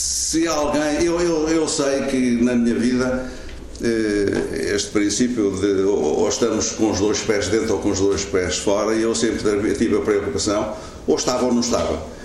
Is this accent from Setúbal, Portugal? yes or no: no; Aveiro, Portugal; não como militante partidário, mas como aveirense, como amigo